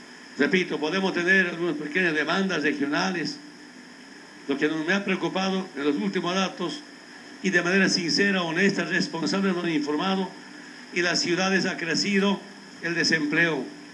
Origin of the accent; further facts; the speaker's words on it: Bolivia; La otra responsabilidad que tenemos como bolivianos